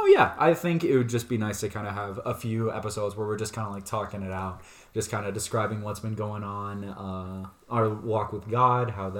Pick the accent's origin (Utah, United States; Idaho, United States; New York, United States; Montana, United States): Idaho, United States; Soda Springs; back in my hometown of Soda Springs, as I was saying before, I was big shrimping in my Boy Scouts troop.